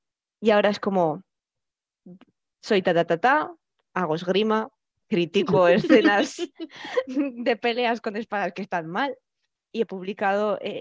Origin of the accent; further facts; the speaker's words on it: Zaragoza, Aragon, Spain; soy de Zaragoza, llevo escribiendo pues desde los 11 años